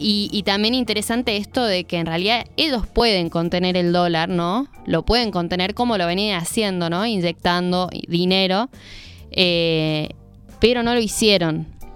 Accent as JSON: {"language": "Spanish", "country": "Argentina", "said": "de lo que nos toca como argentinos y argentinas"}